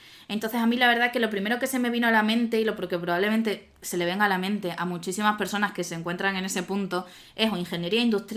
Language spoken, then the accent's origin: Spanish; Badajoz, Extremadura, Spain; moved away as an adult; now in Madrid, Spain; yo me vine aquí a estudiar de Madrid, yo soy de Badajoz.